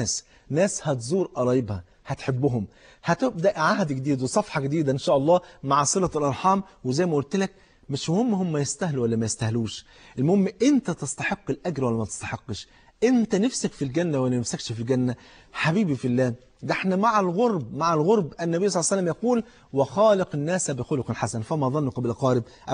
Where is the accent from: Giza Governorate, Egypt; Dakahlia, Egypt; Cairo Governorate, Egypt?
Cairo Governorate, Egypt; Cairo; فاتح محل كبير في احدى المولات الكبيره عندنا في القاهره